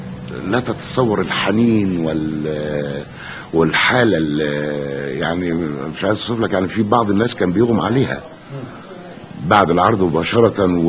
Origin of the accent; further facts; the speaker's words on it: Egypt; يعرفوا ان انا من مصر، يعني بلا بدون ما اقدم نفسي